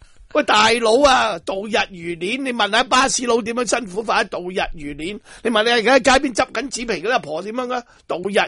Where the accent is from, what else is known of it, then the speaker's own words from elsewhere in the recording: Hong Kong; 你根本就喺度煽踏紧我哋香港人。